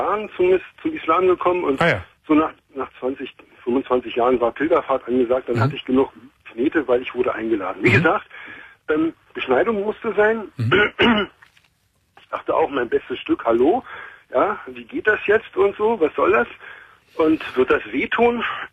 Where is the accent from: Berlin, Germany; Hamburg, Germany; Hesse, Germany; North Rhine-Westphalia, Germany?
Berlin, Germany; Ich komme da aus Neukölln.